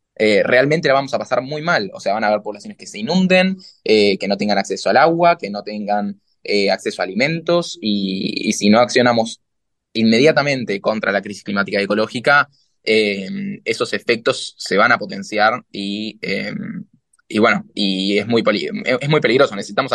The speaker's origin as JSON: {"language": "Spanish", "town": "La Plata", "region": "Buenos Aires Province", "country": "Argentina", "said": "Yo soy de La Plata, el otro día mi ciudad se inundó"}